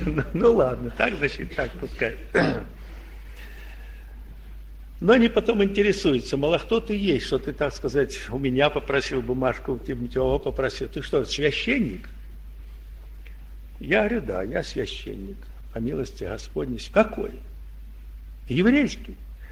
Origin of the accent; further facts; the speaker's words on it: Belgorod, Belgorod Oblast, Russia; Ты откуда? Я говорю, я с Белгорода.